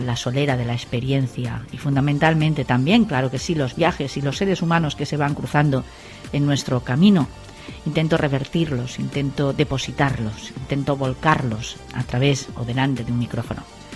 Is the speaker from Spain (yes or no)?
yes; Valencia, Valencian Community, Spain; una emisora local aquí en Valencia, de donde soy, donde he nacido y donde he desarrollado gran parte de mi carrera profesional